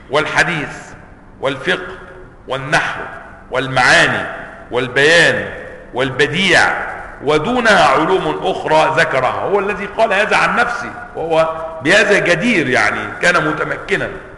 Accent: Cairo, Cairo Governorate, Egypt; القرافة عندنا في القاهرة

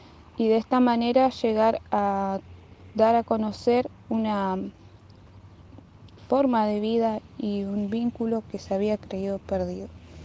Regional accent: El Hoyo, Chubut, Argentina; born there; now in Comodoro Rivadavia, Argentina; yo nací en El Hoyo y ahora vivo en Comodoro Rivadavia, en la parte de lo que es el mar

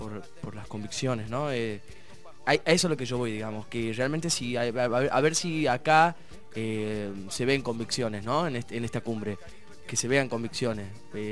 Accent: Argentina; Somos los argentinos, somos los latinos

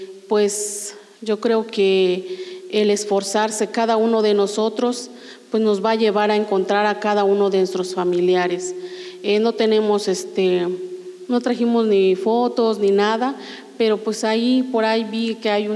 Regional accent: Las Margaritas, Chiapas, Mexico; soy de Las Margaritas.

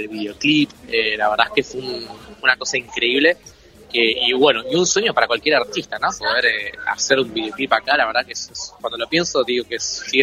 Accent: Banfield, Buenos Aires Province, Argentina; now in Mar del Plata, Argentina; para el mundo tengo 29 y lo voy a seguir teniendo por largo tiempo más. soy de Banfield, viví gran parte de mi vida ahí, después me mudé a mi segunda ciudad, que es Mar del Plata.

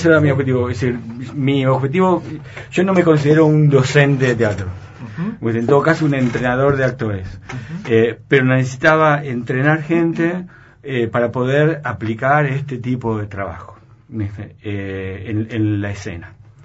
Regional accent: Argentina; nos trae un tema que no nos abandona como sociedad, como argentinos

